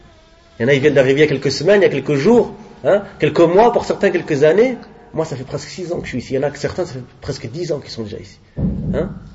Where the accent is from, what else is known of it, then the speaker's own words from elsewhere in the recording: Morocco; On leur dit, viens chez nous au Maroc, viens, marhaban. Viens chez nous dans nos pays musulmans.